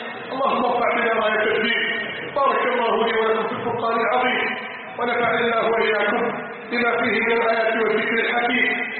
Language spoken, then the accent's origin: Arabic; Egypt; حتى أسأله عن بلدنا مصر